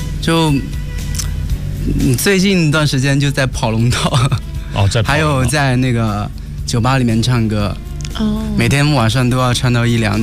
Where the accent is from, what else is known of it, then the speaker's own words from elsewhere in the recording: Hunan, China; 哦，我是湖南的。